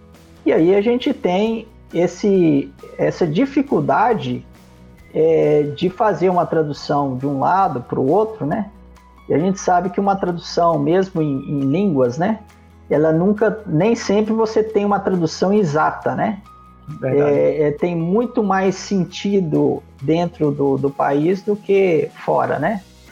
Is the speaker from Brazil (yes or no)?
yes; Brazil; born there; Eu nasci no Brasil, então nunca aprendi uma língua estrangeira no meu berço.